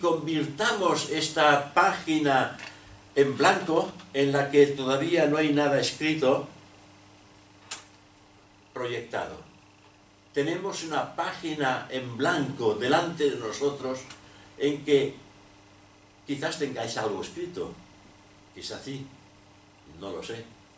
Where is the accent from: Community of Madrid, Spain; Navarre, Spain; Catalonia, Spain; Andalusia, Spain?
Catalonia, Spain; Barcelona; born there; soy de España. Y si me aprietas un poco más, soy de Cataluña, porque he tenido la suerte, la desgracia de nacer en una región que se llama Cataluña, dentro de Barcelona, Barcelona dentro de Cataluña.